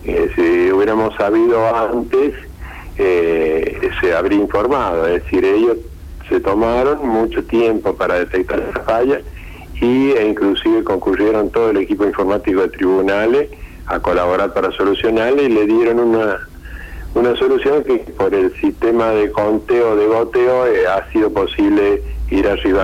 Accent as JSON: {"language": "Spanish", "town": "Villa María", "region": "Córdoba", "country": "Argentina", "said": "yo soy del interior de Córdoba, nosotros en Villa María teníamos 7 boletas en las elecciones municipales"}